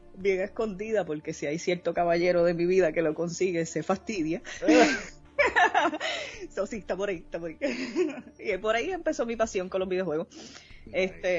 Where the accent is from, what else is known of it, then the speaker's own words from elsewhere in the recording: Puerto Rico; Soy de Puerto Rico, obviamente. Mi madre es de Estados Unidos, mi papá es de acá de Puerto Rico, he vivido toda mi vida aquí en Puerto Rico.